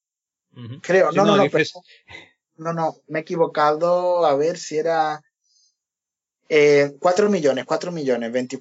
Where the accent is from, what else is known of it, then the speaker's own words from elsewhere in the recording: Spain; como éramos españoles y querían contar con nosotros para el futuro también